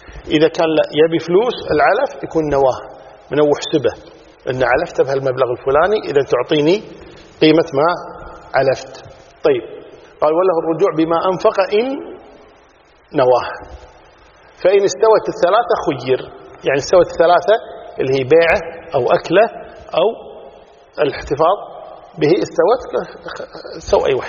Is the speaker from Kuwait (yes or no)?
yes; Kuwait; مثلا عندنا في الكويت